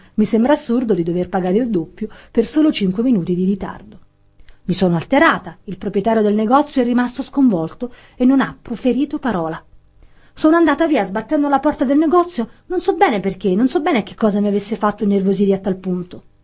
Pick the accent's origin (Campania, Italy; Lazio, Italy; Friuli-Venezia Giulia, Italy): Campania, Italy; Allora, essendo io campana, credo che questo vada letto